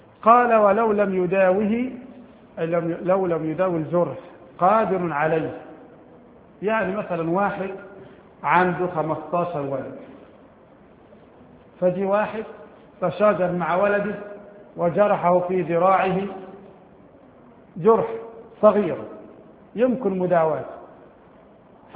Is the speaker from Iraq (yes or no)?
no; Egypt; البوص عندنا في مصر ثلاث انواع